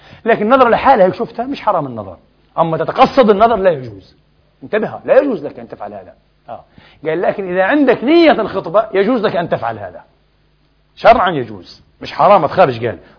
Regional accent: Egypt; احنا مصريين يا حبيبي

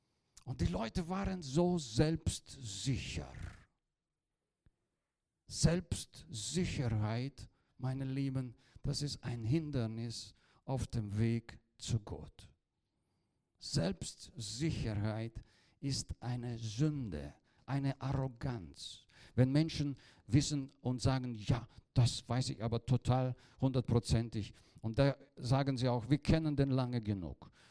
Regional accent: Bavaria, Germany; accent: Franconian; ich bin ja auch ein Deutscher, verzeiht mir bitte meinen fränkischen Dialekt hier.

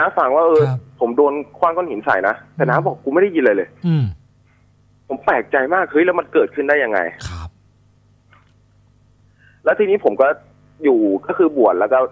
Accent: Loei, Thailand; ก็ผมเป็นคนจังหวัดเลยครับ

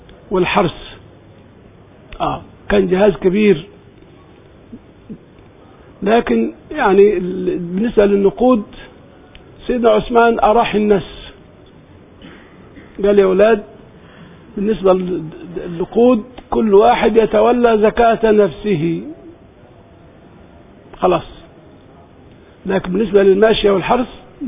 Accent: Egypt; برضو عندنا في مصر حتى من قديمه

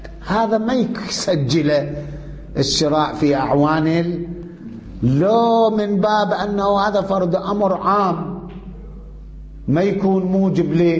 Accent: Iraq; شلون عندنا بالعراق عين التمر

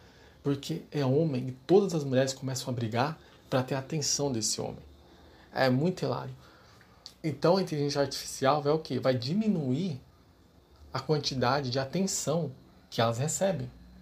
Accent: São Paulo, Brazil; Eu sou de São Paulo, pessoal.

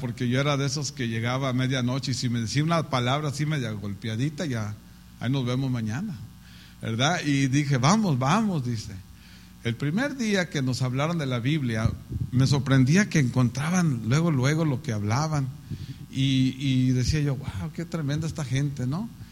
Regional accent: Tijuana, Baja California, Mexico; yo me crié en Tijuana, en la zona norte, donde está todo lo sucio. De ahí era.

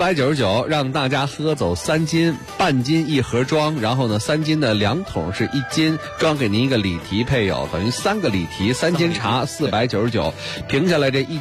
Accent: Beijing, China; 咱们北京人喝茉莉花，谁都喝过

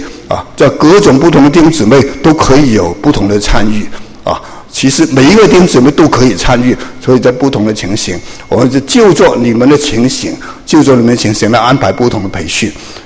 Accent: China; moved away as an adult; also born or lived in Hong Kong; now in United States; 特别我个人是从国内长大，后来到了香港，然后还从香港来美国，我在美国已经30多年

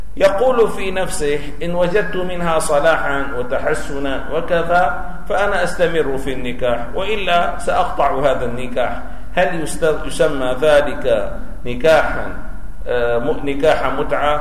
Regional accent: Syria; في الجزيرة عندنا في سوريا

